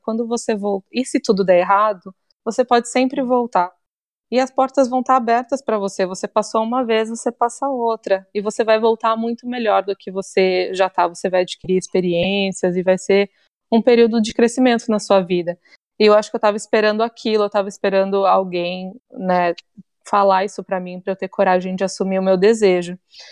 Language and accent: Portuguese; São Paulo, Brazil; E eu cresci em São Paulo, então eu viajava mais para Pernambuco, São Paulo, Tietê, em Minas, mas nada muito longe.